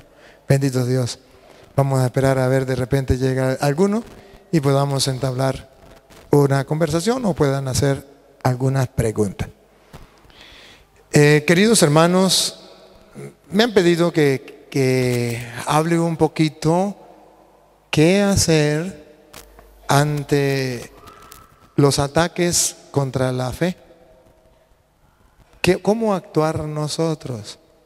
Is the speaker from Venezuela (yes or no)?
yes; Venezuela; Vengo con mucha alegría desde Venezuela, donde en estos momentos estamos pasando cosas difíciles